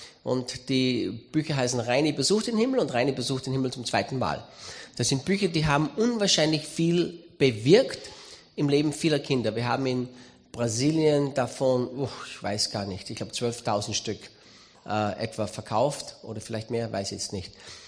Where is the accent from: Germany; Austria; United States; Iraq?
Austria; Styria; accent: Styrian; bin Steirer, bin Österreicher. Ich will heute nicht auf Steirisch predigen, wie mir der Schnabel gewachsen ist